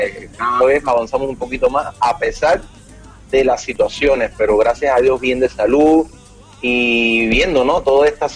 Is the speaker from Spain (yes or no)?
no; Cuba; now in Peru; Les mando muchos saludos, muchas bendiciones desde acá, desde Perú. Yo soy cubano, como ya tú lo mencionas ahí, para que la gente sepa, pero tengo muchos años en Perú, así que mi corazón está partido en dos, mitad cubano, mitad peruano